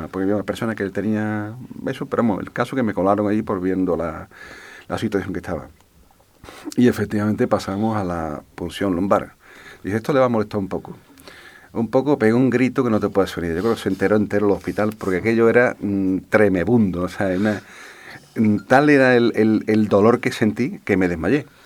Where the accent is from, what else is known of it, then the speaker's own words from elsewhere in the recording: Alcalá de Guadaíra, Andalusia, Spain; una discoteca que hubo en mi pueblo, en Alcalá de Guadaira